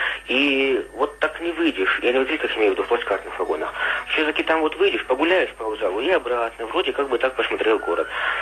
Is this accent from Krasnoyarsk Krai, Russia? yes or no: yes; Krasnoyarsk, Krasnoyarsk Krai, Russia; born there; now in Yaroslavl, Russia; я из Ярославля, где я сейчас живу, до Красноярска, где я родился, проехал на электричках совершенно бесплатно.